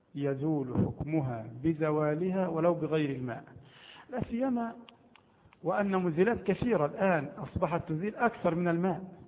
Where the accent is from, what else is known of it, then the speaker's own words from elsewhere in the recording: Egypt; عندنا في مصر مثلا نأكل بعض المطعومات